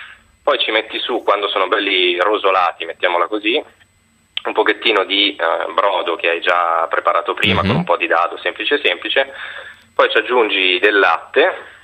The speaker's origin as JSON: {"language": "Italian", "town": "Milan", "region": "Lombardy", "country": "Italy", "said": "Sì, sono di Milano."}